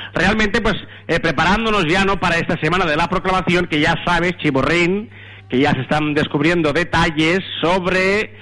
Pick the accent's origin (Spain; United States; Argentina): Spain; Somos los españoles porque nos meamos y nos cagamos en el agua todos los días.